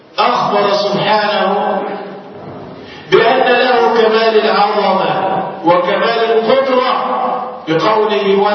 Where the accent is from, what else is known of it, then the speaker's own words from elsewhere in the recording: Egypt; تخيل الزلزال اللي حصل عندنا في مصر